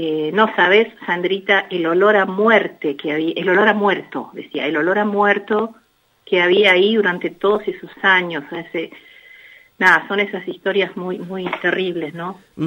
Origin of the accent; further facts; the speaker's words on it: Argentina; Nosotros somos de Argentina.